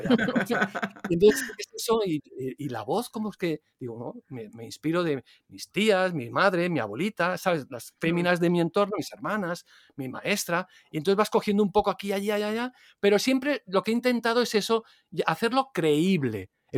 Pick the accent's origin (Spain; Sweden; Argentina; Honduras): Spain; Barcelona, Catalonia; pero yo soy de Barcelona